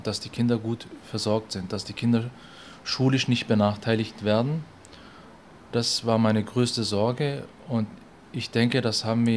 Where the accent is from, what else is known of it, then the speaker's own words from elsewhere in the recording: Germany; Ich bin eigentlich Deutscher, nur bin ich mit der türkischen Kultur aufgewachsen